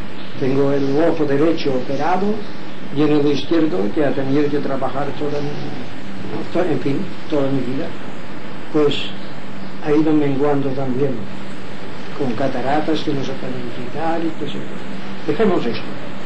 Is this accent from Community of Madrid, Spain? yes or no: no; Inca, Balearic Islands, Spain; born there; ya jubilado, tengo 83 años de edad, he nacido o nací en Inca, pueblo de Mallorca. Muy bien. Pero soy descendiente de los judíos